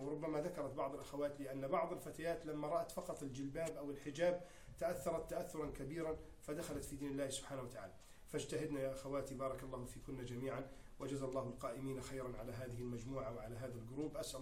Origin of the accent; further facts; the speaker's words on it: Egypt; من نعمة الله سبحانه وتعالى علينا في بلدنا مصر